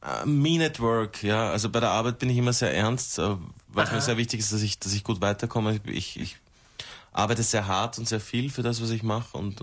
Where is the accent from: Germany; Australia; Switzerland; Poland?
Australia; German is a second language; now in Austria; Australien. Australia. Also, from down under. Outback.